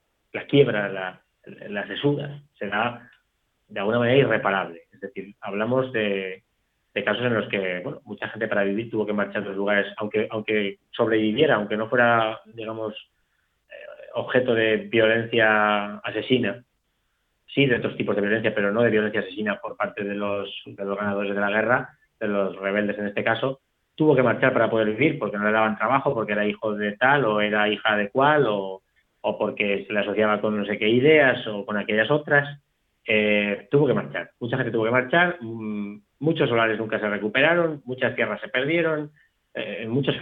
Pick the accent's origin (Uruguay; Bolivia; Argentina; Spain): Spain; Teruel, Aragon; por ejemplo, en mi tierra, en Teruel